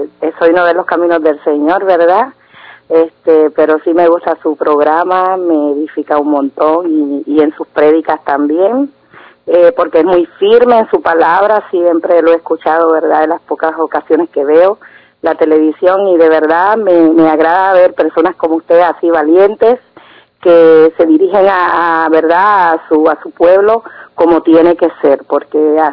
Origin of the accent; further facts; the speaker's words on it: Puerto Rico; now in Houston, United States; Yo soy de Puerto Rico, así que, pero vivo aquí en Houston, Texas, ¿verdad?